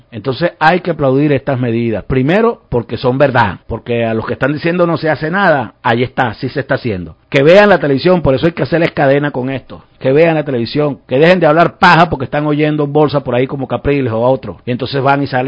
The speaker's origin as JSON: {"language": "Spanish", "country": "Venezuela", "said": "Eso es lo que nos corresponde con responsabilidad como venezolanos."}